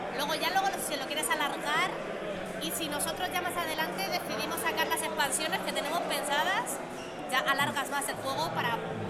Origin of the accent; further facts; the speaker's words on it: Madrid, Community of Madrid, Spain; nosotros somos de Madrid